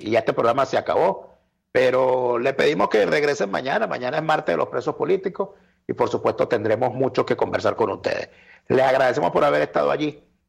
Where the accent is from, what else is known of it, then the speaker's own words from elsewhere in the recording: Venezuela; moved away; que estamos fuera de Venezuela... Y yo tengo poco tiempo, pero estoy fuera.